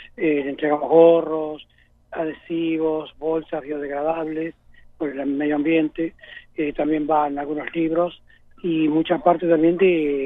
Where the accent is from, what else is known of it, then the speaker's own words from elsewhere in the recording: Minas, Lavalleja, Uruguay; como somos de Minas, somos vecinos y tenemos familiar acá como todo el mundo.